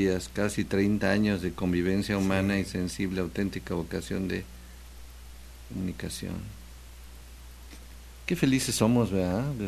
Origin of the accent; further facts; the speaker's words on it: Xalapa, Veracruz, Mexico; Bueno, entonces quedamos que somos jarochos, somos veracruzanos, somos jalapeños